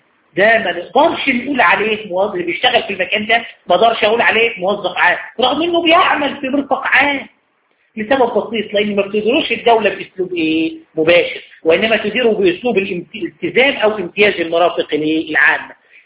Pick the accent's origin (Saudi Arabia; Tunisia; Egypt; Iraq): Egypt; والقضاء الاداري عندنا في مصر قال هذا الكلام